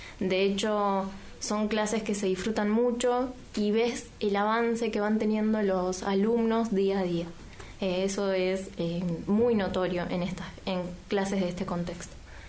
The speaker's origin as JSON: {"language": "Spanish", "region": "Mendoza", "country": "Argentina", "lives_now": "San Martín, Argentina", "said": "vengo de Mendoza. Y vengo de una escuela privada."}